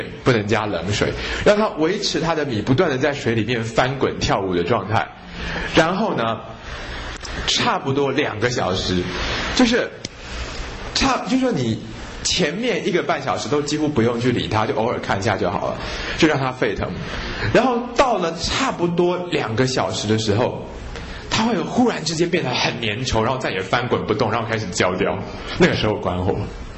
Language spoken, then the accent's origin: Chinese; Taiwan; 一般我们台湾人那个清粥小菜那个稀饭啊，那差很远啊